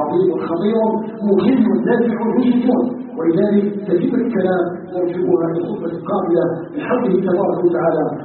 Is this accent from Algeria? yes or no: yes; Algeria